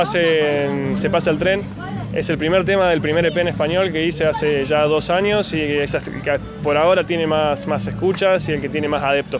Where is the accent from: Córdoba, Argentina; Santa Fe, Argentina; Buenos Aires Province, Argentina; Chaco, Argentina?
Córdoba, Argentina; Huerta Grande; now in Villa Giardino, Argentina; yo crecí acá en Huerta, después me mudé a Villallardino, pero mi infancia la pasé acá en Huerta, así que acá me siento uno más del pueblo.